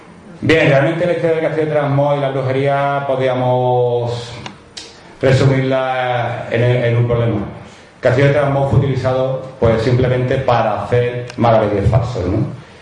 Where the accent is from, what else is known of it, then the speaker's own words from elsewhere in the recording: Moncayo, Aragon, Spain; Yo soy de Moncayo, Moncayo está en Zaragoza.